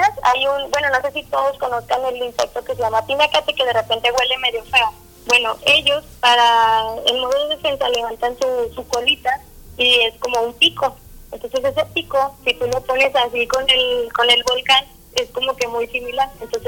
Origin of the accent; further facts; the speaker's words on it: Mexico; y a nosotros como mexicanos nos corresponde ir a apreciarlo